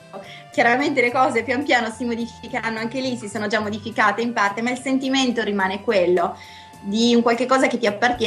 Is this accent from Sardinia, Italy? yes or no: yes; Sardinia, Italy; credo che sia proprio della mia terra, ma anche delle zone interne, delle zone più montuose, è una cosa tipica insomma della Sardegna.